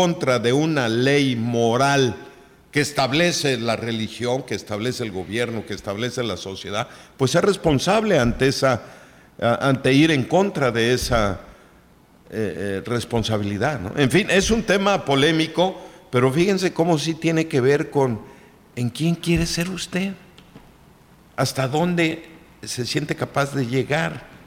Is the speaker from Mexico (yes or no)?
yes; Mexico; qué tenemos que festejar, pues que somos mexicanos, pienso yo